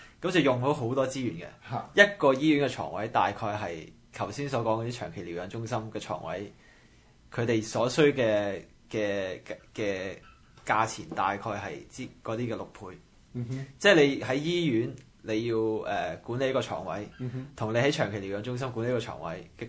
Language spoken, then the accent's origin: Cantonese; Canada; 即我們加拿大人係咁話自己醫療系統幾好啊！